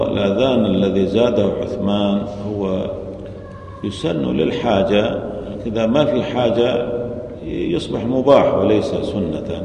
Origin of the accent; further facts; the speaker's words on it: Syria; مثل عندنا في سوريا ما في أذانين